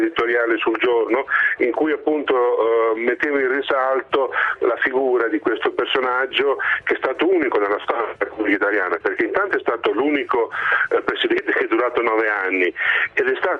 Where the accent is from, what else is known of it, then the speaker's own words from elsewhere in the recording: Bologna, Emilia-Romagna, Italy; da bolognese so che lui sotto sotto può